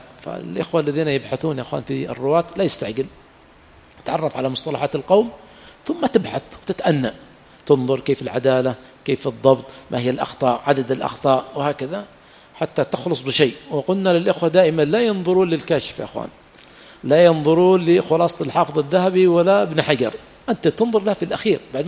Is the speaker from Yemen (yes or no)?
yes; Yemen; لكن في بلادنا اليمن حمار وحشي ما استقى